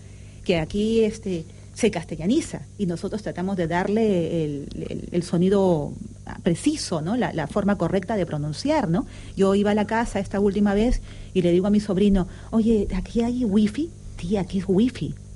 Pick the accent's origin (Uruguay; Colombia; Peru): Peru; now in Spain; yo soy peruana